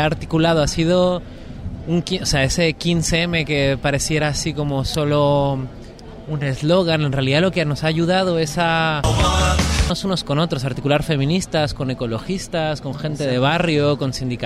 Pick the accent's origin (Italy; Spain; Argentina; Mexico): Mexico; yo que vengo de México